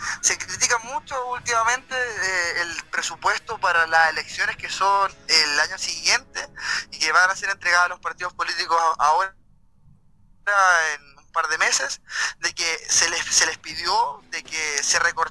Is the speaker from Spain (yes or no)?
no; Coronel, Biobío, Chile; now in Mexico; Les saludo desde México. Yo soy coronelino de la Tierra del Carbón.